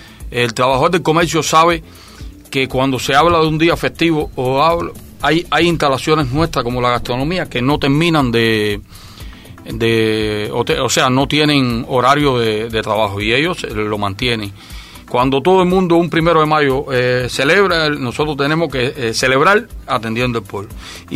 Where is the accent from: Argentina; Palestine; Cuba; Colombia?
Cuba; que como cubanos vamos a adelantar siempre y vamos a seguir luchando con lo que tenemos.